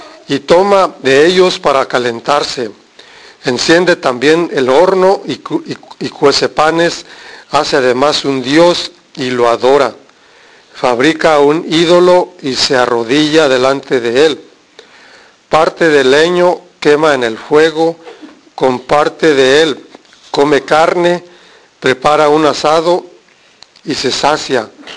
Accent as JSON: {"language": "Spanish", "country": "Mexico", "said": "Nuestra cultura, soy de México, nuestra cultura es de imágenes, de ídolos, de cosas."}